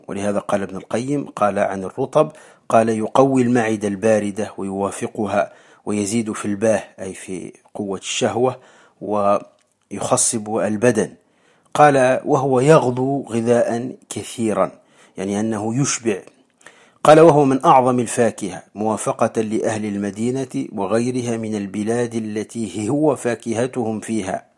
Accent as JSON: {"language": "Arabic", "country": "Morocco", "said": "والآس عندنا في المغرب ويسميه أيضا الريحان"}